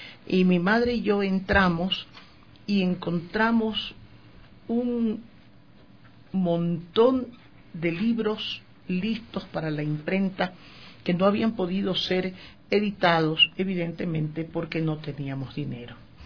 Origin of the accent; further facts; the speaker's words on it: Quito, Pichincha, Ecuador; Yo soy quiteña, yo nací aquí, pero las circunstancias mías, mi madre ibarreña, mi padre pueblovejense y yo nacida en Quito, me hacen sentir que soy amarillo, azul y rojo.